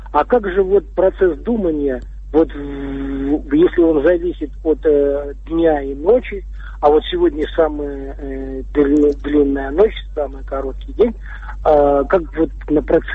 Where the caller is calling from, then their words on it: Moscow, Russia; из Москвы.